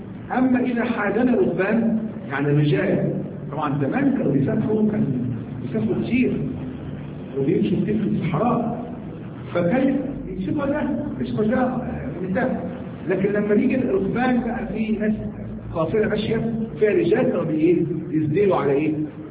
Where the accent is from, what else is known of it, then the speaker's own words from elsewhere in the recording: Egypt; احنا عندنا في مصر هنا بنتكلم عن الحذاء